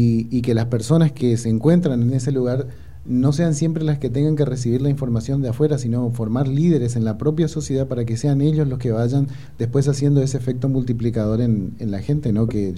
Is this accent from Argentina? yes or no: yes; Argentina; uno que viene como de Argentina también, un país deprimido